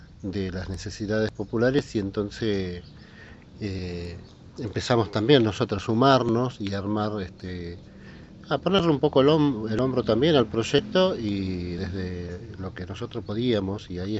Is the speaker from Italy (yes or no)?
no; Santa Fe, Argentina; moved away as an adult; now in Buenos Aires, Argentina; yo soy del norte de Santa Fe y voy a vivir a Buenos Aires cuando tenía 19 años